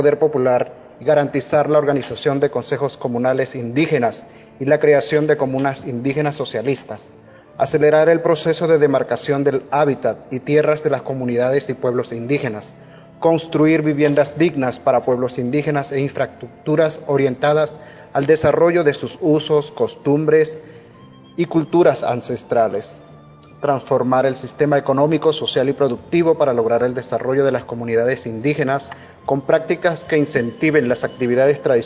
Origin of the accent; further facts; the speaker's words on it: Bolívar, Venezuela; soy del pueblo indígena Pemón del Parque Nacional Canaima, al sur de Venezuela, nuestro país.